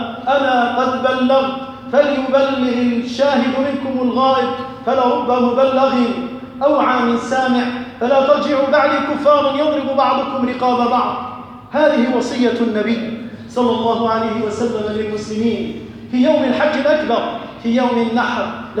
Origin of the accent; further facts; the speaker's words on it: Algeria; أسأل الله عز وجل أن يحفظ بلدنا الجزائر